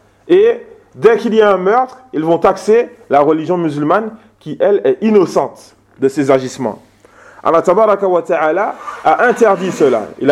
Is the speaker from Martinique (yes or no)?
yes; Martinique; Aux Antilles, hier, je parlais de ça avec un Guadeloupéen. Chez nous, en Martinique, c'est le même cas.